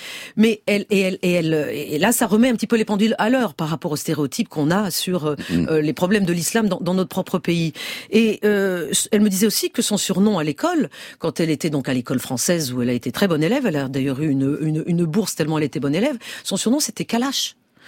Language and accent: French; France; je suis rentrée chez moi en France qui n'est pas en guerre